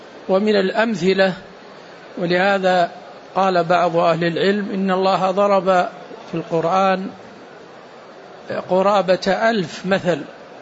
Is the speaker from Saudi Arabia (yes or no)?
yes; Saudi Arabia; عندنا في السعودية كان ملك اليمين موجود